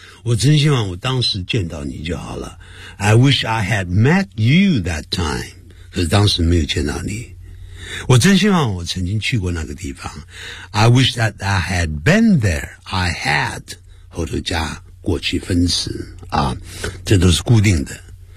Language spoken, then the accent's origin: Chinese; Nanning, Guangxi, China; 一看就知道呢，是我们家乡人，是从哪个地方啊？从南宁来的。